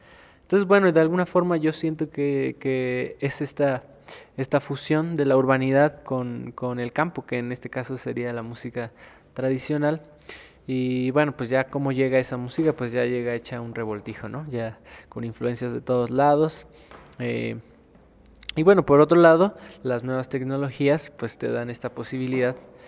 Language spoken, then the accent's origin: Spanish; Coyoacán, Mexico City, Mexico; born there; sí nací en México, y nací específicamente en Coyoacán, que es un lugar muy, muy interesante desde mi punto de vista, porque es una mezcla para mí de campo y de urbanidad, ¿no? Siempre lo fue